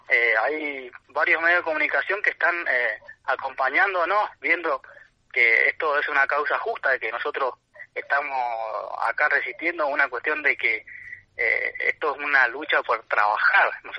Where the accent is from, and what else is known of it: Tupungato, Mendoza, Argentina